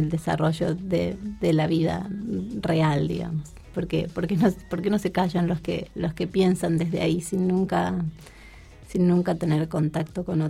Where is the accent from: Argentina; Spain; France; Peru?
Argentina; siendo argentina, yo creo que sería una pregunta más, una respuesta más ideológica.